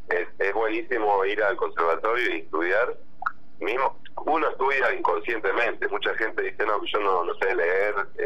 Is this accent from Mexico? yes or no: no; Buenos Aires, Argentina; born there; Sí, nací en Buenos Aires, en zona norte.